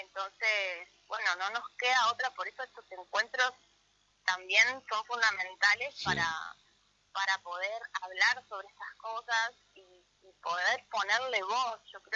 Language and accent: Spanish; Concordia, Entre Ríos, Argentina; Yo soy de Concordia, pero estuve mucho tiempo afuera